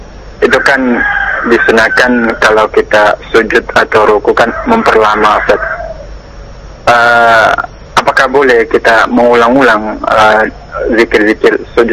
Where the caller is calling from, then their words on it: Buton, Southeast Sulawesi, Indonesia; … dari Butan.